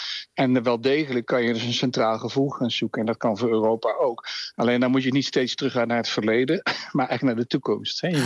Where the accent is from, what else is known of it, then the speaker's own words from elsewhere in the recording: Netherlands; wat ik zelf als Nederlander heel erg als Limburg zie.